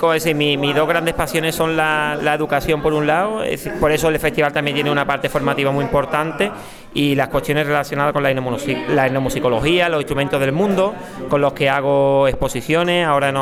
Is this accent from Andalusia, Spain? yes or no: yes; Málaga, Andalusia, Spain; now in Antequera, Spain; Bueno, vengo realmente de Antequera, que está muy cerquita de Benamejí. Yo soy de Málaga, aunque tengo mucha relación con la Subbética y con Córdoba.